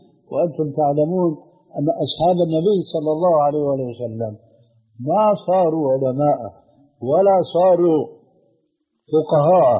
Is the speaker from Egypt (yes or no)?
no; Syria; لكن نقرأ هكذا كما كانوا يقولون عندنا في الشام